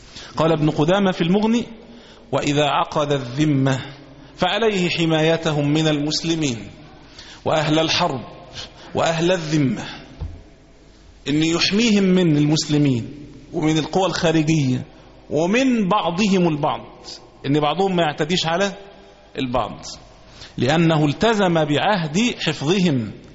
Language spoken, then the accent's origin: Arabic; Egypt; ولذلك إحنا كمصريين نسمى، كمسلمين نسمى مسلمين